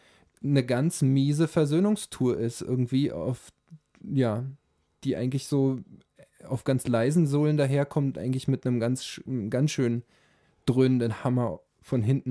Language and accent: German; Potsdam, Brandenburg, Germany; in Potsdam, ich komme aus Potsdam